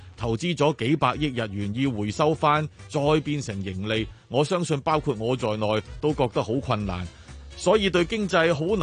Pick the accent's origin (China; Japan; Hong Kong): Japan; Cantonese is a second language; 我哋日本人都好替佢哋屋企人开心